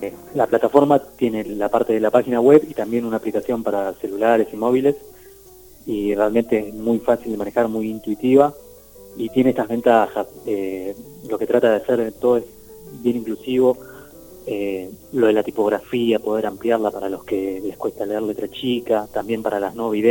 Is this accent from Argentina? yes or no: yes; Burzaco, Buenos Aires Province, Argentina; Sí, somos de Bursaco. Yo soy de Bursaco.